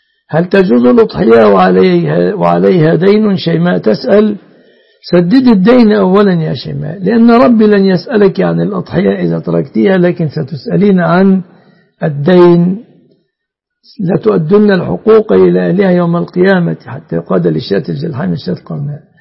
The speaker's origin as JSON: {"language": "Arabic", "country": "Egypt"}